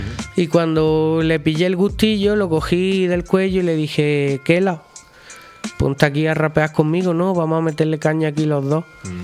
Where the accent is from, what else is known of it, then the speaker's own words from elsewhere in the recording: Belicena, Andalusia, Spain; Yo soy de Belicena, que es un pueblo colindante con Santa Fe, de donde es el de Fe Fuente.